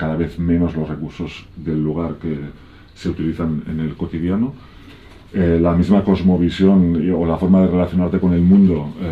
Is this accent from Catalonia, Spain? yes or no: yes; Barcelona, Catalonia, Spain; yo me crié en Barcelona y hace unos 20 años, ahora 20 años, que vivo en entornos de montaña, pues en núcleos abandonados, sobre todo por el Pirineo, aunque también viví unos años en las montañas de Prades, en el interior de Tarragona.